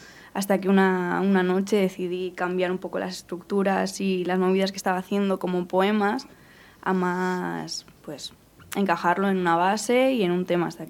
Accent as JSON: {"language": "Spanish", "town": "Etxebarri", "region": "Basque Country", "country": "Spain", "tie": "born or raised there", "also_born_or_lived": "Basauri", "said": "Yo soy de Etxebarri. Bueno, nací en Basauri, pero sí, Etxebarri San Antonio."}